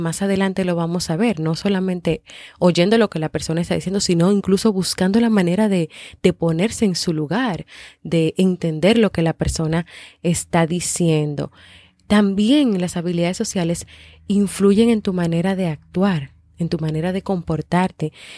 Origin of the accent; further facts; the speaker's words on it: Dominican Republic; en varios países, como por ejemplo en mi país, República Dominicana